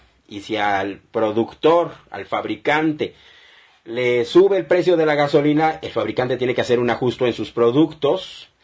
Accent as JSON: {"language": "Spanish", "country": "Mexico", "said": "como mexicanos, tenemos que tener una unión"}